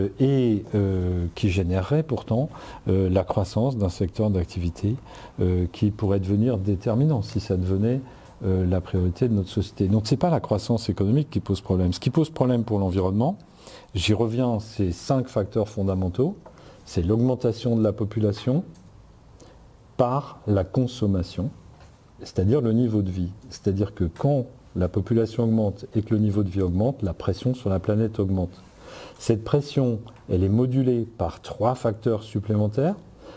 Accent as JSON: {"language": "French", "region": "Grand Est", "country": "France", "tie": "born or raised there", "said": "quand je suis rentré à l'âge de 40 ans dans la région où j'ai grandi, hein, dans le Haut-Rhin, en Alsace"}